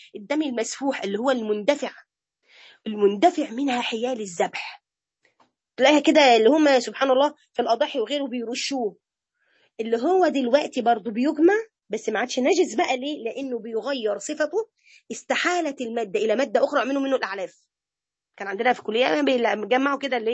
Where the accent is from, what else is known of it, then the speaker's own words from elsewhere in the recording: Egypt; ده احنا عندنا في مصر مزارع خنازير